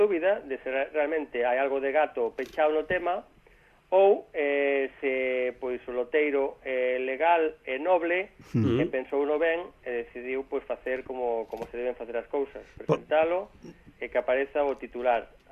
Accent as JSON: {"language": "Galician", "region": "Galicia", "country": "Spain", "said": "Somos gandeiros e somos galegos."}